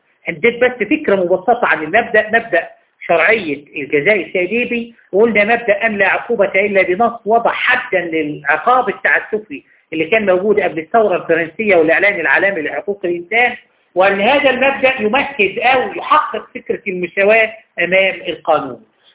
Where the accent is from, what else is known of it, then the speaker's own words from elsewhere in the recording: Egypt; بمعنى إن المفروض عندنا في مصر هنا